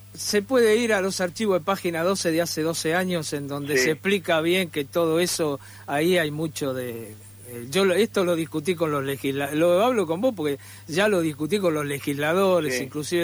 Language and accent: Spanish; Buenos Aires, Argentina; los que somos de Boedo, yo soy de Boedo también